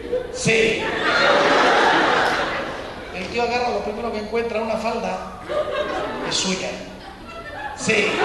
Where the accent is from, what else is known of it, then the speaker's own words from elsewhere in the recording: Mexico; Miren, yo soy mexicano, me imagino que muchos de ustedes también.